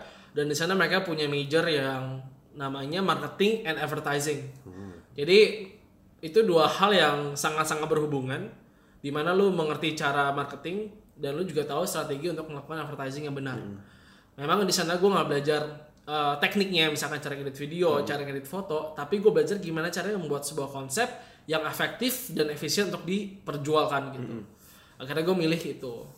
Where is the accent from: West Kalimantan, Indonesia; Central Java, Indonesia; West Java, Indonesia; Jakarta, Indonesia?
Jakarta, Indonesia; also born or lived in Tangerang; gue dari kecil gue udah di Jakarta, kemudian gue pindah ke Tangerang. Dan sekolah gue dari TK sampai SMA itu sama.